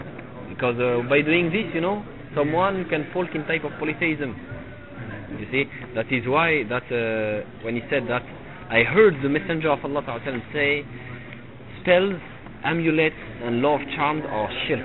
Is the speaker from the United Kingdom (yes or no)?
no; Tunisia; now in France; I'm originally from Tunisia. I'm coming from France.